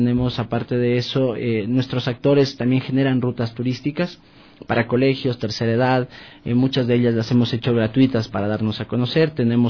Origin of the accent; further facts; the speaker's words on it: Quito, Pichincha, Ecuador; necesitamos generar una identidad como ecuatorianos, una identidad como quiteños, saber de dónde venimos y hacia dónde vamos.